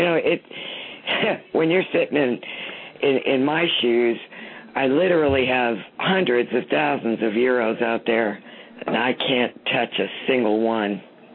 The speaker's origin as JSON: {"language": "English", "region": "California", "country": "United States", "tie": "born or raised there", "said": "I grew up in Death Valley in California, and most of the rock out there"}